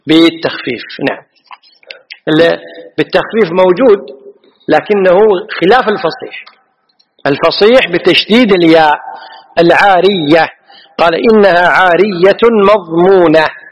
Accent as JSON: {"language": "Arabic", "country": "Kuwait", "said": "عد هذه معروفة عندنا في الكويت، المرعز معروف عندنا في الكويت"}